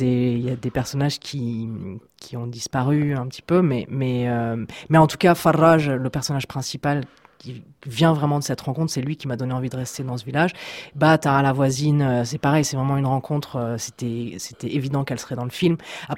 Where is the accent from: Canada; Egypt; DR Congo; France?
Egypt; j'ai grandi en Égypte, donc j'ai passé toute mon enfance et mon adolescence là-bas, que j'ai des origines égyptiennes aussi un tout petit peu. J'ai une grand-mère qui est égyptienne. Bon, enfin, c'est vraiment une sorte de deuxième pays. Pour moi, j'ai appris l'arabe, j'ai fait des études d'arabe